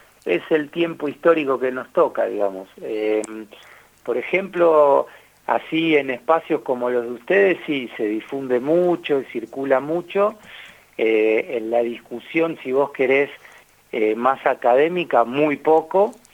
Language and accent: Spanish; Argentina; como actores políticos y como argentinos en definitiva